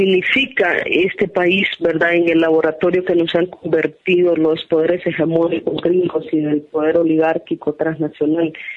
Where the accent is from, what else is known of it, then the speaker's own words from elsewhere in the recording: Honduras; que logremos como pueblo hondureño cuajar una propuesta